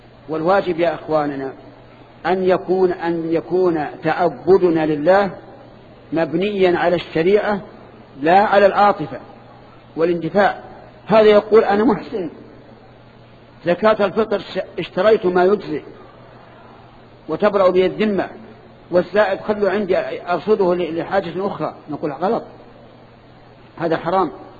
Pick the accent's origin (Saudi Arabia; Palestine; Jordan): Saudi Arabia; وأنا سعودي، أنت مصري وأنا سعودي